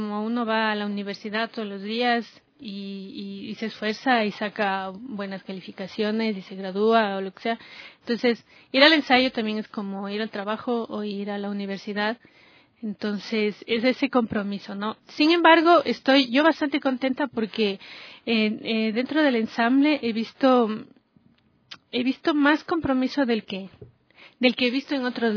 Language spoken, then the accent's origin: Spanish; Ecuador; esta obra que tiene mucho de lo que somos los ecuatorianos